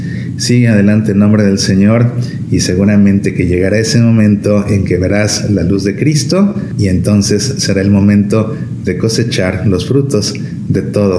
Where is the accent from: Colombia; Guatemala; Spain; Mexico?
Mexico; Obviamente, como buen mexicano, me encantan los tacos.